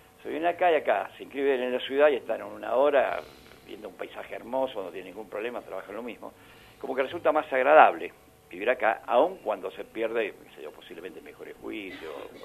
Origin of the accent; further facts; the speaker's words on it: Argentina; Nosotros somos ciudadanos que se supone que somos argentinos.